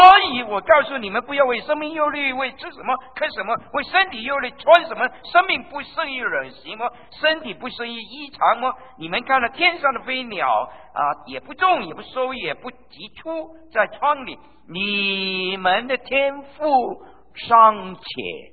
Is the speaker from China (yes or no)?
yes; Guangdong, China; now in Canada; 我们广东人有一句话说：物离乡就贵。